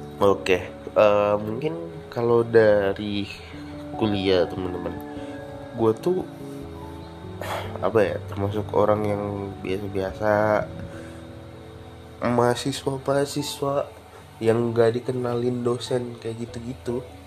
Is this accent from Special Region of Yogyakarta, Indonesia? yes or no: no; Palembang, South Sumatra, Indonesia; kalau teman-teman pendengar ini dari daerah yang sama kayak gue, dari daerah Palembang, pasti teman-teman ngelihat banyak lubang di jalanan.